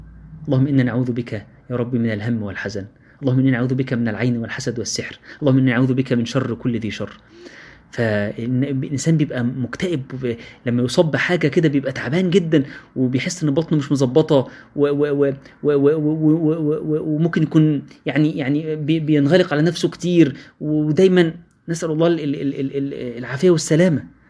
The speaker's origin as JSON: {"language": "Arabic", "country": "Egypt", "said": "احنا كمصريين عندنا مشكلة،"}